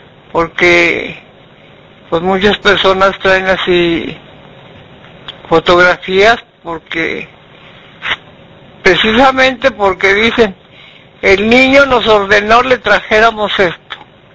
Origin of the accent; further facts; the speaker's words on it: Nuevo León, Mexico; Es mundial y somos de Nuevo León, pues debemos de sentirnos orgullosos.